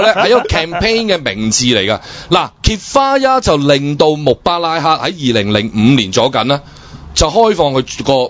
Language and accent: Cantonese; China; 你譬如我哋中國人對我又成日都好即係好希望大家即係深入啲去了解辛亥革命